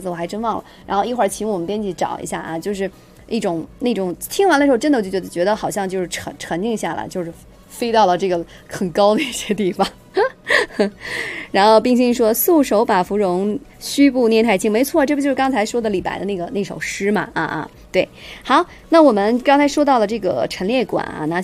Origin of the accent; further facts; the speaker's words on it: China; 咱们作为一个中国人吧这个了解自己国家的一些这种历史文化呀